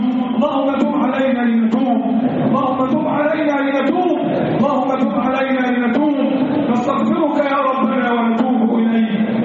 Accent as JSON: {"language": "Arabic", "country": "Egypt", "said": "اللهم احفظ بلدنا مصر من كل سوء."}